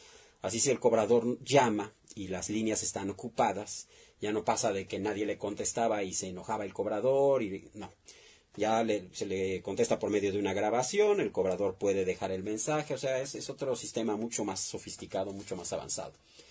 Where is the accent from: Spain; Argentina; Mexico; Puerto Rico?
Mexico; Yo creo que es lo peor que podemos hacer como mexicanos, que exista esa división.